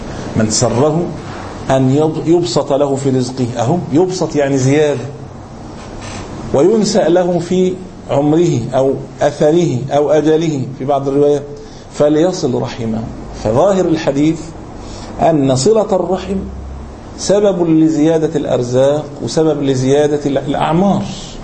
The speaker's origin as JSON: {"language": "Arabic", "country": "Egypt", "said": "مليم زي ما يقول احنا عندنا في مصر"}